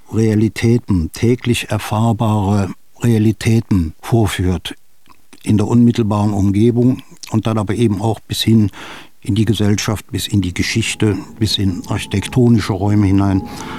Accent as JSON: {"language": "German", "region": "Thuringia", "country": "Germany", "tie": "born or raised there", "said": "Ich habe meine Kindheit in Thüringen verbracht, das war die Kriegskindheit im Harz"}